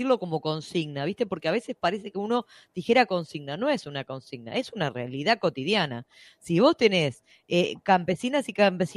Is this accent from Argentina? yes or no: yes; Argentina; vos y yo somos Argentina. Pensar el hambre en este país es imposible.